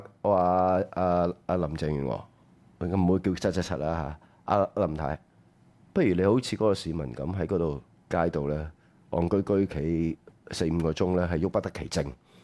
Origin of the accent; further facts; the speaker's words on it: Hong Kong; 因為澳門人更加恨錢多過我哋香港人咧。